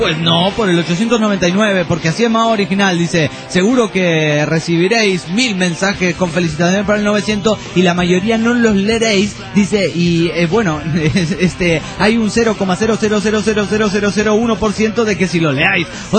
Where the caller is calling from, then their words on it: Tinogasta, Catamarca, Argentina; de Tinogasta, Catamarca